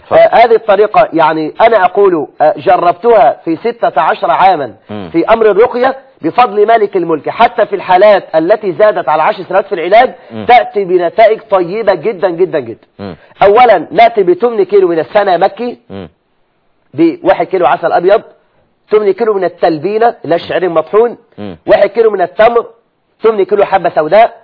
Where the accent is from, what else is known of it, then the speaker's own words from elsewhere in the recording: Egypt; عندنا في مصر هذا ليس من اليسير.